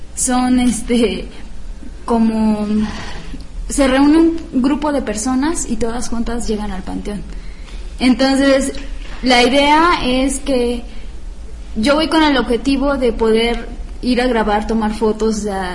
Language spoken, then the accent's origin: Spanish; Oaxaca, Mexico; now in Puebla, Mexico; como saben que yo soy de Oaxaca y que tengo realmente mucha emoción por ir en estas fechas a mi casa